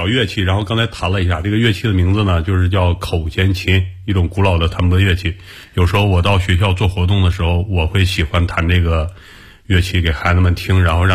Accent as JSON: {"language": "Chinese", "region": "Inner Mongolia", "country": "China", "tie": "born or raised there", "said": "从城市里，因为我老家在内蒙，送到内蒙。"}